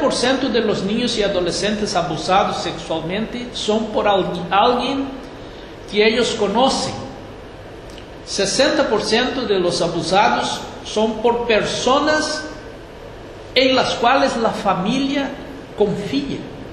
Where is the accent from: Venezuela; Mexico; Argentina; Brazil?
Brazil; Rio Grande do Sul; now in Uruguay; Yo soy gaúcho aquí de Río Grande y ahí decimos los gurís, ¿no?